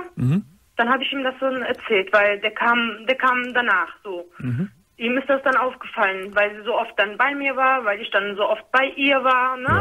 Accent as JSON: {"language": "German", "country": "Turkey", "said": "Auch, sagen wir mal so, ich bin Türkin."}